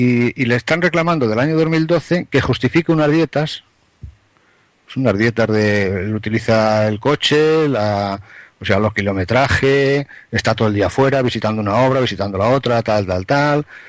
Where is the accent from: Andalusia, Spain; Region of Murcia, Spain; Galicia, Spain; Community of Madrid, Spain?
Galicia, Spain; Pues ahora yo te voy a contestar con otra pregunta, como buen gallego.